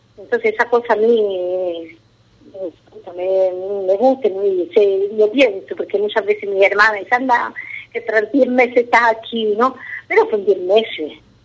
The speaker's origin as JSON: {"language": "Spanish", "country": "Spain", "tie": "born or raised there", "moved": "as an adult", "lives_now": "Fiano, Italy", "said": "cuando yo voy a ir a España, hasta mi madre dice, es que te cambia todo, me cambia, porque mi tierra, donde yo nací, mi vida, mi por mucho que yo estoy muy bien aquí, que en Fiano estoy bien"}